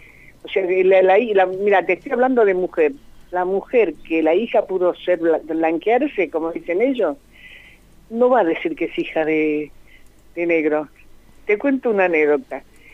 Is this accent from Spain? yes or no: no; Argentina; born there; Yo nací en la Argentina, soy quinta generación de negros esclavos acá